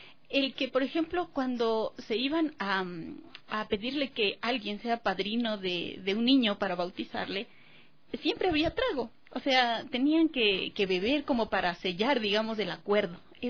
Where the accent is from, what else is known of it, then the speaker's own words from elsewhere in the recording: Guaitacama, Cotopaxi, Ecuador; un grupo de danza que había en mi pueblo natal, en Guaitacama.